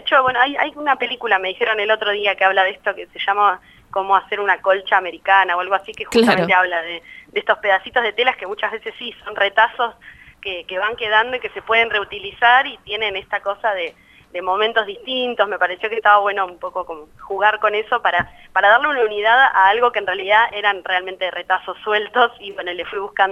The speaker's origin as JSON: {"language": "Spanish", "town": "Bariloche", "region": "Río Negro", "country": "Argentina", "said": "yo vengo de Bariloche, como decías recién"}